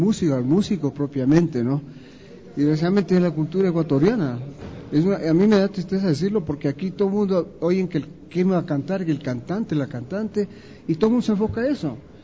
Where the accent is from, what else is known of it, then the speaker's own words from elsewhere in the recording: Colombia; also born or lived in Brazil; now in Ecuador; yo viví en Brasil, yo me formé en Brasil como director de orquesta. Entonces, tengo todas esas... y soy colombiano además